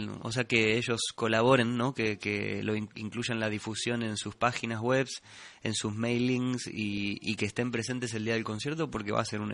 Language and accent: Spanish; Argentina; born there; un músico, digamos, nacido en Argentina, como en mi caso